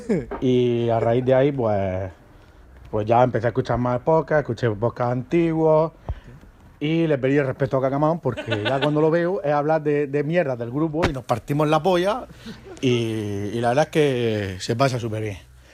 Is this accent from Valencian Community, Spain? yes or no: no; Region of Murcia, Spain; como son murcianos y tenemos esa gracia